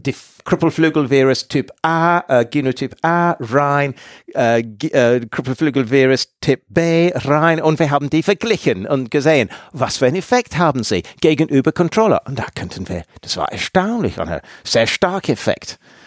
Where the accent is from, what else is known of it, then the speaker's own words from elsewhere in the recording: England, United Kingdom; German is a second language; Und ich komme aus England.